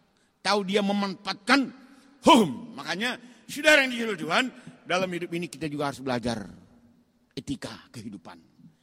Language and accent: Indonesian; North Sumatra, Indonesia; Kalau orang kita Batak, bodo sarupa anak do paruma, boru do parumaen, bisa.